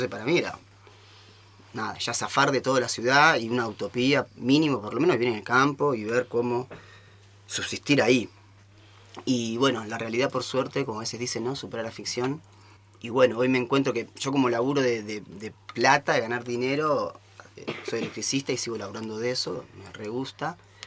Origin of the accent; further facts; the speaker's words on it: Buenos Aires, Argentina; moved away; Yo también nací en Buenos Aires, soy porteño, reporteño, y vine para acá ya hace 10 años.